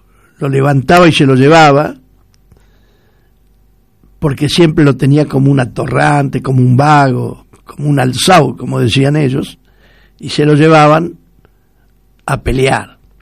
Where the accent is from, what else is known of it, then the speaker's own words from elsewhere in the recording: Argentina; Somos argentinos y orgullosos de serlos, y tenemos que defender todo lo nuestro.